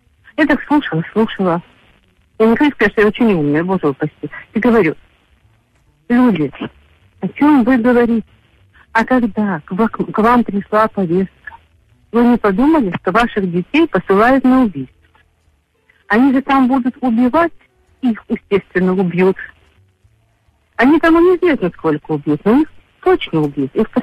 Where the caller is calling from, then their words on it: Odesa Oblast, Ukraine; Одесская область.